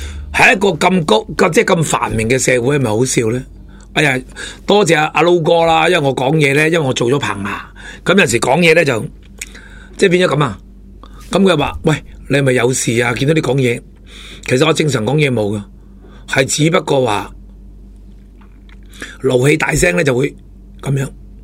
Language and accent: Cantonese; Hong Kong; 咁睇下我哋香港人系咪虚不受补啊